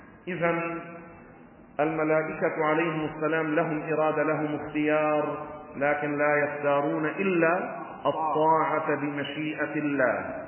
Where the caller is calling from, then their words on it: Beirut, Beirut Governorate, Lebanon; ونحن من بيروت، وحطوا اسمي على التلفزيون وقتها … من بيروت.